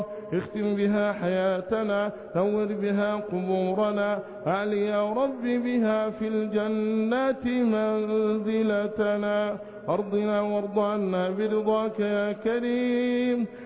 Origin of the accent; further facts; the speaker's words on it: Egypt; اللهم احفظ بلادنا مصر بحفظك وارعها برعايتك